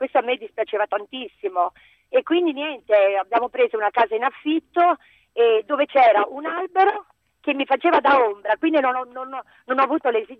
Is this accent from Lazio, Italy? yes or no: no; Potenza, Basilicata, Italy; praticamente io sono nata a Potenza, quindi in mezzo alle colline